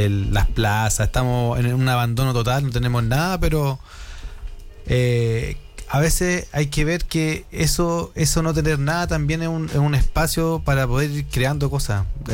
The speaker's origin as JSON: {"language": "Spanish", "region": "Santiago Metropolitan", "country": "Chile", "said": "nosotros somos de acá de La Caro"}